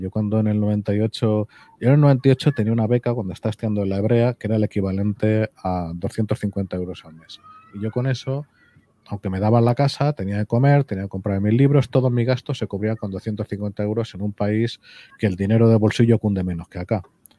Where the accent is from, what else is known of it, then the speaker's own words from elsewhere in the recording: Madrid, Community of Madrid, Spain; aunque yo soy madrileño y Madrid es mi patria chica